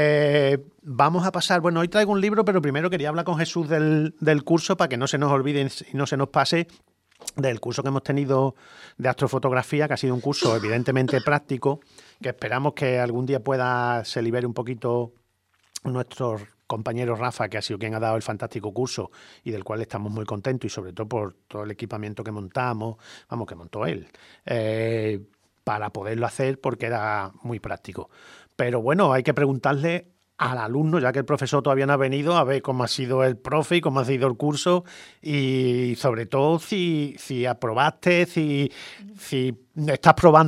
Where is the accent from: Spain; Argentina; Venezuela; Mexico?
Spain; nosotros vamos a seguir reivindicando, como españoles que somos, el 22/7